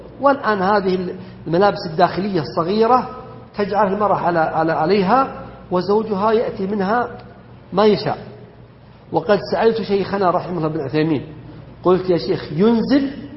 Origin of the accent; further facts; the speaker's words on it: Saudi Arabia; ومما يذكر فيحمد أن بلدنا المملكة العربية السعودية أنها ردت ذلك